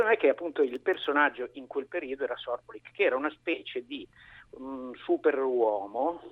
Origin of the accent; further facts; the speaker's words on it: Milan, Lombardy, Italy; born there; sono nato a Milano, ma mia madre è di origini romagnole